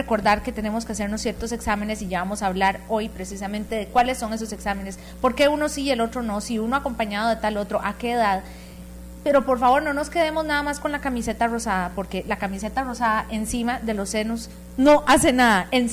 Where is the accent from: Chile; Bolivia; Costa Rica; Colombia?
Costa Rica; cómo somos las mujeres costarricenses en términos de verdadera valoración de nuestra salud